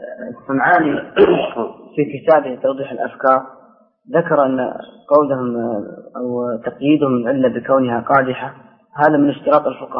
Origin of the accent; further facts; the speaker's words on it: Sudan; يعني عندنا في السودان هناك